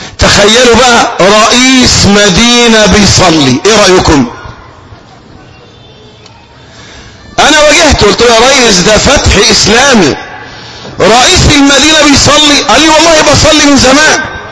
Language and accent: Arabic; Egypt; مثلا عندنا في مصر مصلحة ضخمة جدا